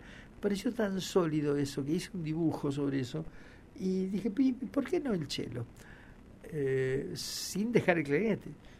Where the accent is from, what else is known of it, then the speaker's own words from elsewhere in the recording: Buenos Aires, Argentina; moved away as an adult; now in Mendoza, Argentina; Yo soy porteño, aunque siempre digo que estoy en rehabilitación desde los 20 años que me fui a vivir a Mendoza, pero es una enfermedad incurable. Y a los 12 años... vivía en Buenos Aires